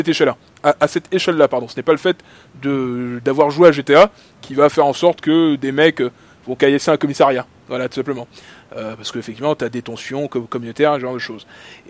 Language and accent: French; France; Parce que c'est comme ça que moi, je le vois, en tant que Français, de France.